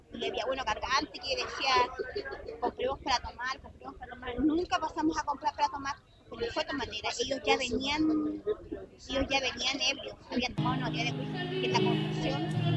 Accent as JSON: {"language": "Spanish", "town": "Puerto Natales", "region": "Magallanes", "country": "Chile", "said": "Soy de Puerto Natales."}